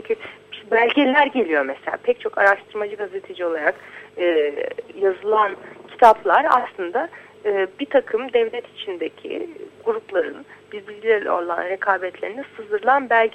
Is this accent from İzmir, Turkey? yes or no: yes; İzmir, Turkey; yani İzmir'de büyüdüm ben çünkü.